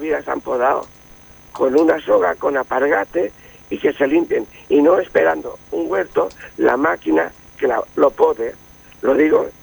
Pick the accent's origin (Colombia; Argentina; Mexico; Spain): Spain; Elche, Valencian Community; Yo, como soy de Elche, pido que los huertos los cuiden